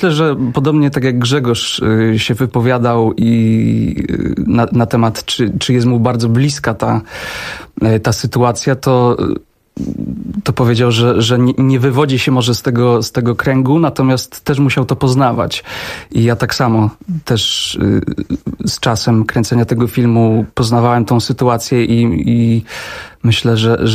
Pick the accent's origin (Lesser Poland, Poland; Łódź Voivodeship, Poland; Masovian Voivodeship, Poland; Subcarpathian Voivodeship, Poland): Łódź Voivodeship, Poland; Wieluń; ja pochodzę w ogóle z małego miasta, z Wielunia, który jest właściwie na obrzeżach wsi